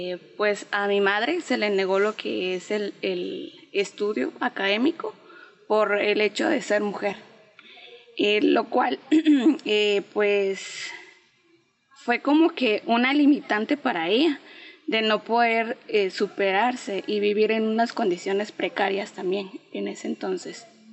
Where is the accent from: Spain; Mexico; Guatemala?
Guatemala; Patzún, Chimaltenango; vengo de un municipio llamado Patzún Chimaltenango, Patzún, en Guatemala. Pues la familia donde vengo es una familia pues campesina más que todo